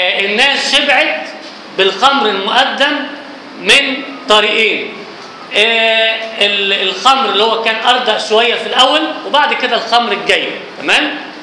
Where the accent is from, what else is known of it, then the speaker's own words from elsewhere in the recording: Egypt; فبالاولى احنا كمصريين نمدح الناس اللي هم عاشوا بينا